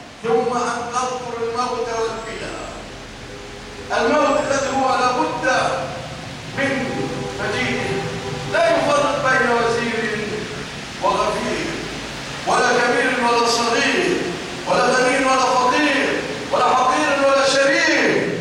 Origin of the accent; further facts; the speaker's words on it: Egypt; اللهم ارزق بلادنا مصر الأمن والأمان والاستقرار